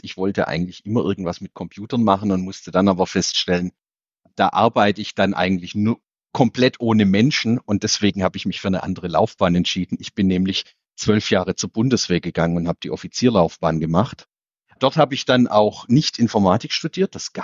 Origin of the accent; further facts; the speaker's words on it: Calw, Baden-Württemberg, Germany; bin dann eben in meiner Heimatstadt in Calw im Schwarzwald angetreten als Oberbürgermeister